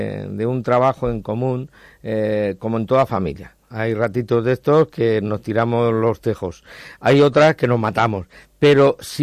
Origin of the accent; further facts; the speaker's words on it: Spain; los variopintos que somos los españoles